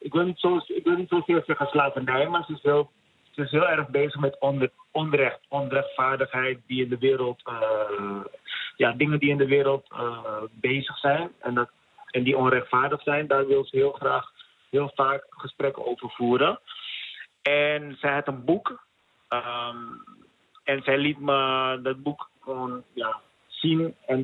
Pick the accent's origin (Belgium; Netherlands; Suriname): Suriname; Maar het doet mij wel wat dat wij als Surinamers nog steeds elkaar op een bepaalde manier bejegenen.